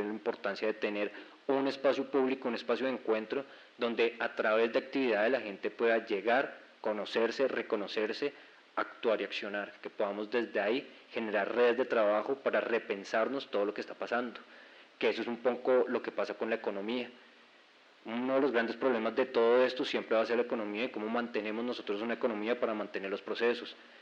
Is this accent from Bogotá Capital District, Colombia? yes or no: yes; Bogotá, Bogotá Capital District, Colombia; vengo de Bogotá con dos procesos